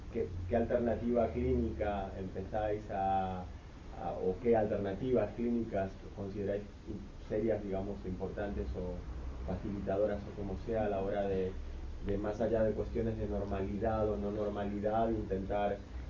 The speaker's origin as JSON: {"language": "Spanish", "country": "Argentina", "said": "soy argentino"}